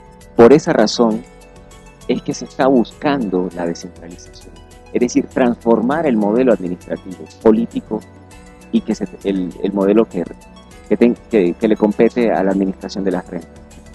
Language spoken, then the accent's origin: Spanish; Bluefields, South Caribbean Coast Autonomous Region, Nicaragua; no tenemos carretera para ir a mi pueblo, por ejemplo, a Bluefield, no tenemos carretera.